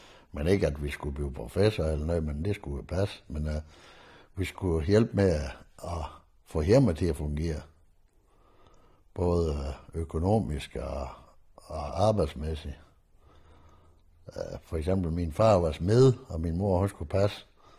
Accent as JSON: {"language": "Danish", "town": "Klim", "region": "North Denmark Region", "country": "Denmark", "tie": "born or raised there", "said": "Jeg voksede op ude i Klim Klit. Det var en bitte husmandssted, som vi kaldte det dengang."}